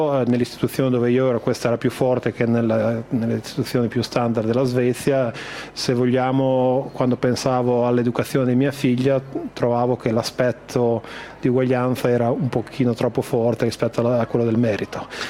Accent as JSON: {"language": "Italian", "town": "Bologna", "region": "Emilia-Romagna", "country": "Italy", "tie": "born or raised there", "also_born_or_lived": "Modena", "moved": "as an adult", "said": "io sono un po' come … nel senso che io sono un modenese trapiantato a Bologna fin da una tenera età, da 6 anni, e poi dove sono stato fino al 1990."}